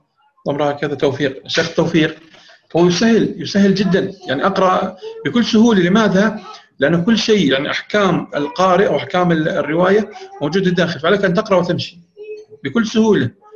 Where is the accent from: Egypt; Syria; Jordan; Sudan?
Jordan; لأنه أظن حكم عندنا بالأردن وعندكم أيضا في معظم الدول